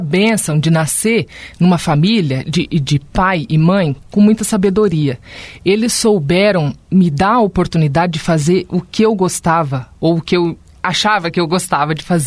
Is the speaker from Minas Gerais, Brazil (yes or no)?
no; Foz do Iguaçu, Paraná, Brazil; Porque eu nasci em Foz, me formei aqui.